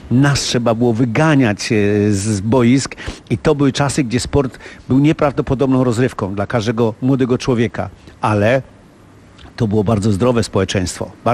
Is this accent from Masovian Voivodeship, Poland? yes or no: yes; Warsaw, Masovian Voivodeship, Poland; bo ja się urodziłem w rodzinie robotniczej, biednej robotnicy na Powiślu, prawda, gdzie jak to się mówi, byłem chłopakiem z Powiśla